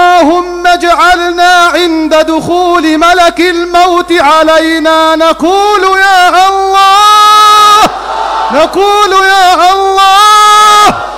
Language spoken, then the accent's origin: Arabic; Egypt; واحفظ بلدنا مصر الحبيبة بعينك التي لا تنام